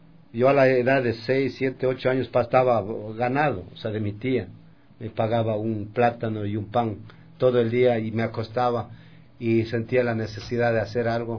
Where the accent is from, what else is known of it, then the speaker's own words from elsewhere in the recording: Coyacoto, Pichincha, Ecuador; yo soy originario de Coyacoto, es un pueblo que está cerca de Quito. Bueno, es un sitio donde nací, es un pueblo donde los pueblos quitucaras se asentaron en este sitio.